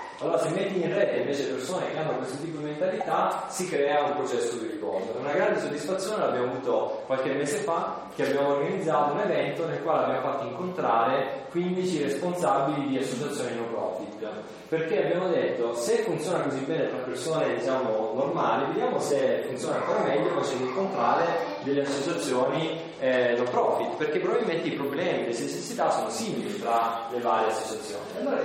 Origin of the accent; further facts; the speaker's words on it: Calabria, Italy; Io sono calabrese, come forse si capisce da un po' dall'accento, e mi sono trasferito qui in Alto Adige